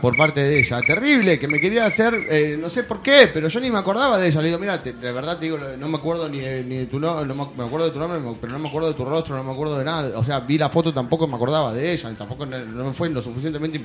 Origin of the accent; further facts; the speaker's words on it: Buenos Aires, Argentina; soy de Mataderos y soy hincha de Chicago.